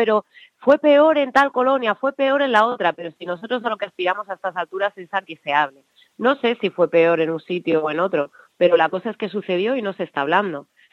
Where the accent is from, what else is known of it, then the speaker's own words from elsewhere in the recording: Alcorcón, Community of Madrid, Spain; yo como ecuatoguineana también, y no solo madrileña o alcorconera o lo que sea, ¿no?, o las mil cosas que soy al mismo tiempo